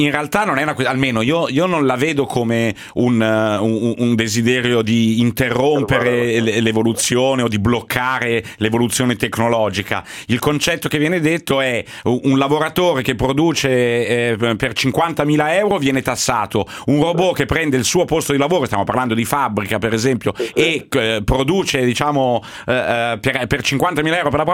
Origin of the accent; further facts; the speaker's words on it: Milan, Lombardy, Italy; Sarà che sono di Milano